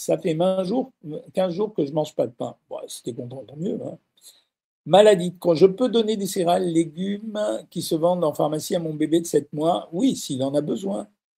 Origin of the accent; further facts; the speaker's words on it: Switzerland; Je suis Suisse, algérienne, musulmane, non pratiquante.